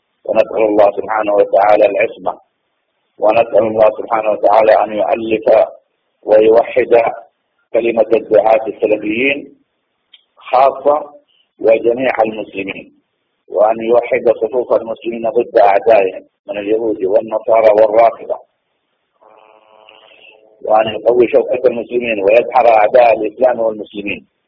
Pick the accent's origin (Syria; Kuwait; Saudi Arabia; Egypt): Saudi Arabia; عندنا في السعودية